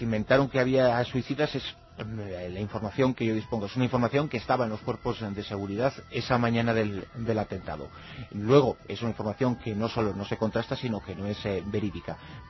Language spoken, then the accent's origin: Spanish; Galicia, Spain; Uno es de los que soy gallego, ¿qué le voy a hacer?